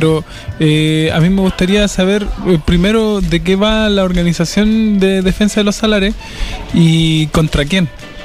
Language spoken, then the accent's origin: Spanish; Tocopilla, Antofagasta, Chile; yo también soy nortino, hermano, no lo había dicho. Soy de ahí, de Tocopilla y de Antofa.